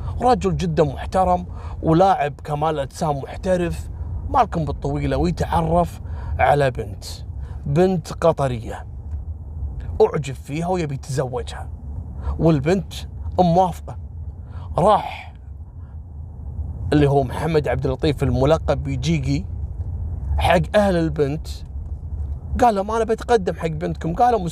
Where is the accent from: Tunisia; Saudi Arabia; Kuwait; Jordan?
Kuwait; ترى قبل أسبوعين عندنا في الكويت اللي قتل أخته